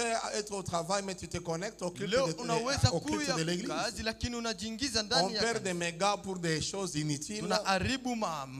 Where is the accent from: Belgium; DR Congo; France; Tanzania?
Tanzania; Même chez nous en Tanzanie, c'est comme ça.